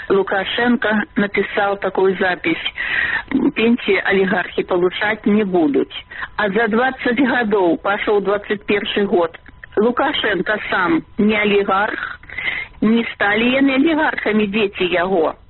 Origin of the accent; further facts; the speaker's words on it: Belarus; Тому мы бедные белорусы, обворованные пенсионеры, обворованные рабочие